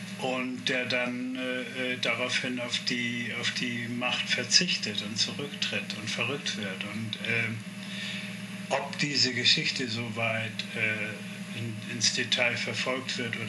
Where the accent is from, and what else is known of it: Hamburg, Germany